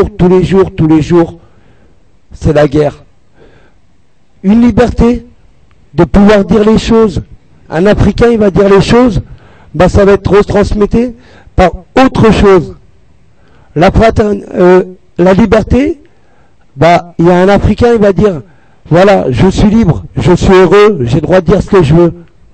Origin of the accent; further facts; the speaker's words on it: France; C'est pas nous les Français